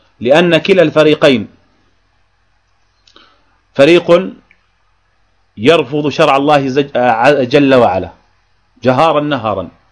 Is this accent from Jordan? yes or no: yes; Jordan; يعني أصبحنا حتى عندنا في الأردن وجدنا بعض الناس المحسوبين على هذا التيار